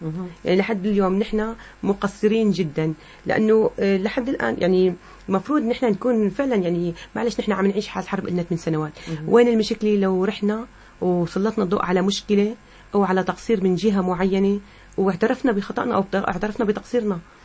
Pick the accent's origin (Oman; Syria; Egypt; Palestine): Syria; نحن كإعلام سوري